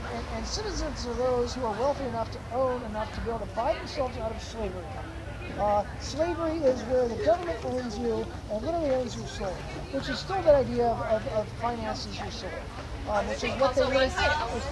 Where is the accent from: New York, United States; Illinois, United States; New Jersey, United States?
New York, United States; Manhattan; Well, you know, honestly, as a New Yorker, which is what I am